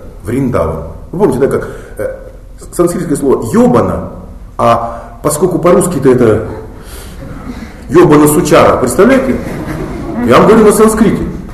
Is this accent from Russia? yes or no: yes; Buryatia, Russia; А как же я бурят? Мухар Шибирь, Хара Шибирь. Я могу, я там жил, я...